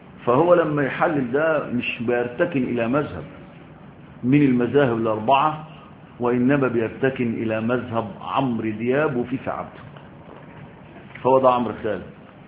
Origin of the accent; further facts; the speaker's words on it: Egypt; انا مصري كده ماشي بالعند